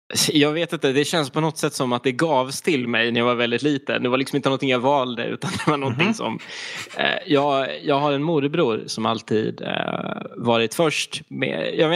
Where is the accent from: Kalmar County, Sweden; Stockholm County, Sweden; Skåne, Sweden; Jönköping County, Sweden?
Skåne, Sweden; Rent geografiskt så kommer jag ifrån östkusten i Skåne. Den bästa kusten, som vi säger här